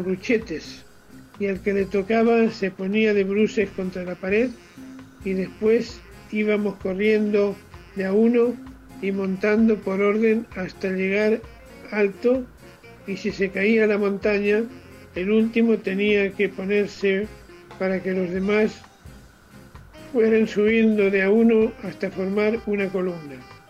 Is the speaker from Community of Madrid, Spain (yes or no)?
no; Cervera del Llano, Castilla-La Mancha, Spain; moved away; En mi pueblito de España, Cervera del Llano, jugábamos a la bolita como hacen aquí los chicos.